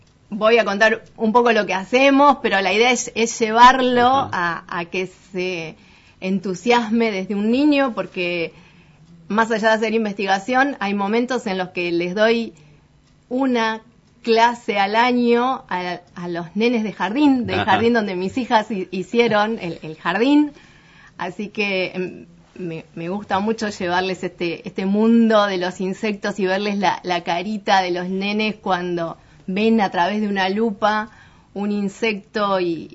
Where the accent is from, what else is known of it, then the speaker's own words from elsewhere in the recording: Saladillo, Buenos Aires Province, Argentina; now in Pergamino, Argentina; También soy adoptada por Pergamino. Hace aproximadamente 13 años que estoy acá. Soy nacida en Saladillo. Me crié en el campo.